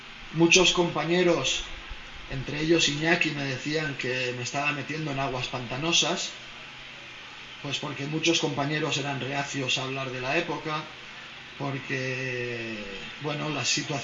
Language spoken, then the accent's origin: Spanish; Barcelona, Catalonia, Spain; nos pregunta en catalán si somos de Barcelona, le decimos que sí